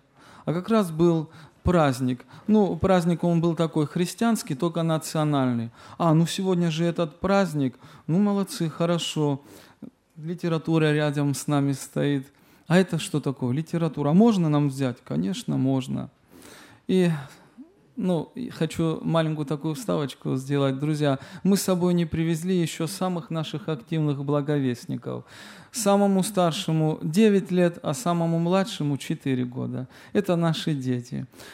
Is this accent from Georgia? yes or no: yes; Tbilisi, Georgia; Я и другие мои братья и сестры приехали мы из Грузии, города Тбилиси.